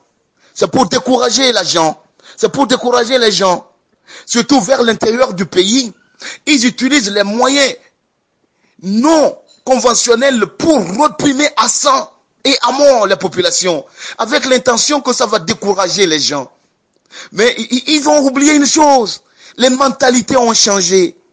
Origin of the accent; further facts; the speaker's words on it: Togo; je suis togolais … prof de philosophie au lycée technique de Mango